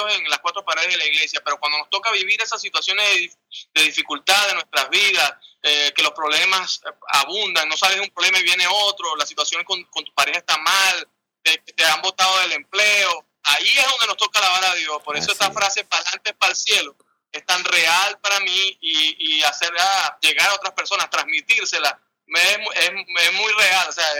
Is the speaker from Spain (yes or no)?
no; Venezuela; En lo que yo estoy viviendo y que estamos viviendo como venezolanos, en medio de pruebas y tormentas